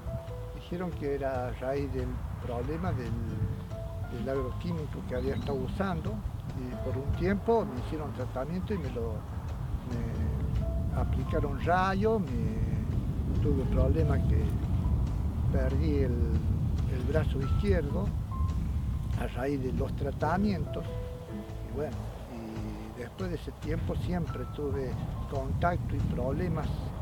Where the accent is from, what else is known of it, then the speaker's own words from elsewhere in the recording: Colonia Tirolesa, Córdoba, Argentina; soy vecino de Colonia Tirolesa, toda la vida vivía acá, mejor dicho.